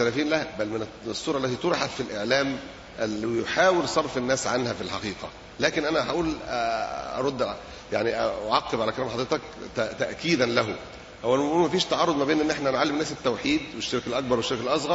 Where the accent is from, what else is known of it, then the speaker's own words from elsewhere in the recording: Alexandria, Alexandria Governorate, Egypt; الطماطم عندنا في اسكندرية وصلت إلى 8 جنيه